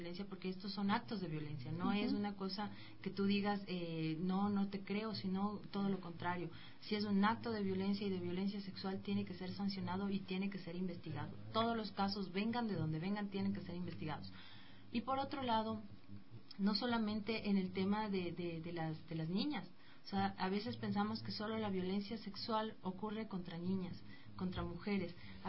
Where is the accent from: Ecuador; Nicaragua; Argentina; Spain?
Ecuador; aquí hay una alerta para todos como ecuatorianos en tomar en cuenta que este puede ser un momento del stop.